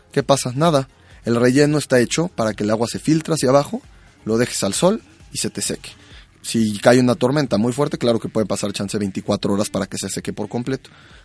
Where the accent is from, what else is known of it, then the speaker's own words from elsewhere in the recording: Mexico; a nuestro punto de vista como mexicano, porque en México nos gusta la madera como limpia